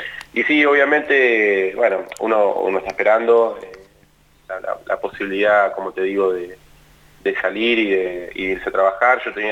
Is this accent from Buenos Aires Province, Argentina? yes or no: yes; Mar del Plata, Buenos Aires Province, Argentina; Yo en realidad nací en Buenos Aires, en Capital Aires. Federal, pero desde muy chiquitito me fui a vivir a Mar del Plata y soy, la realidad es que soy de Mar del Plata.